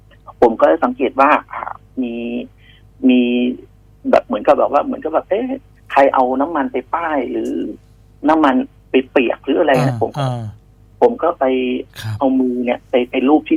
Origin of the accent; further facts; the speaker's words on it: Phitsanulok, Thailand; now in Bangkok, Thailand; ผมเองก็เป็นคนต่างจังหวัดเป็นคนพิษณุโลกครับที่บอกผมนะครับปัจจุบันก็อยู่กรุงเทพก็มาอยู่กรุงเทพประมาณปี2541